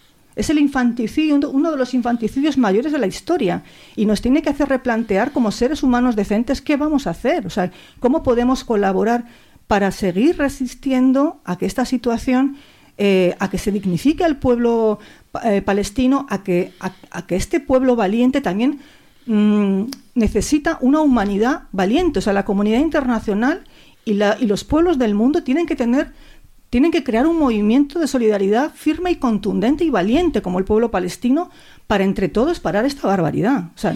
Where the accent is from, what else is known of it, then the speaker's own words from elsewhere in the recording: Basque Country, Spain; Yo soy vasca y a mí me marcó toda la vida el bombardeo de Guernica